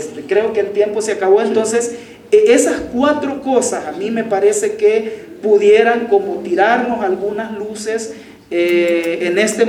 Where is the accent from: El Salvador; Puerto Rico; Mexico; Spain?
El Salvador; En general, en América Latina o en mi país. Ah, en El Salvador.